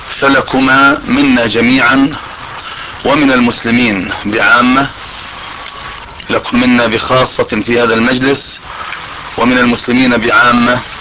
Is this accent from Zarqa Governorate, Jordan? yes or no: no; Amman, Amman Governorate, Jordan; ان يمن علينا بهذا اللقاء او باللقاء في بلدنا عمان